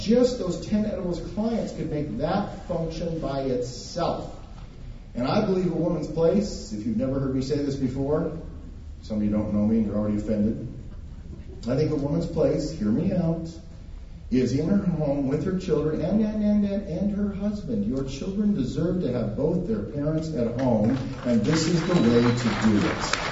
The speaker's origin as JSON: {"language": "English", "region": "Montana", "country": "United States", "said": "I'm from Montana. I love dead animals."}